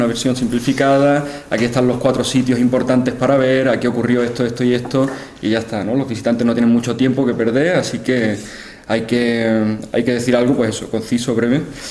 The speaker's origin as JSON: {"language": "Spanish", "town": "Cádiz", "region": "Andalusia", "country": "Spain", "said": "he estado trabajando bastante en Cádiz, que es de donde vengo"}